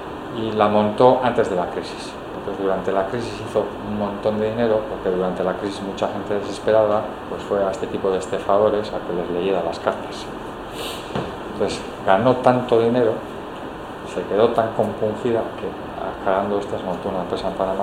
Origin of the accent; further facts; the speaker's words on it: Bakio, Basque Country, Spain; Yo soy de Baquio.